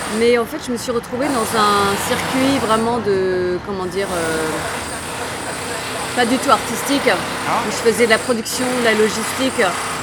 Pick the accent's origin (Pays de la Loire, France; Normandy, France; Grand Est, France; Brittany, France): Grand Est, France; Schiltigheim; born there; moi, donc, je suis née à Strasbourg, à Schiltigheim, exactement, petite ville à côté.